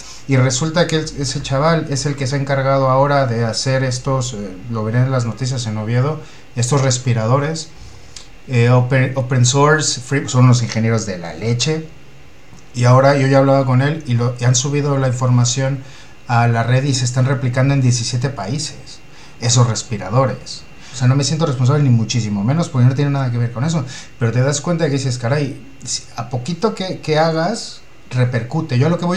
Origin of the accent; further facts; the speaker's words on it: Mexico City, Mexico; Yo vengo de la Ciudad de México, que es una ciudad de 26 millones de habitantes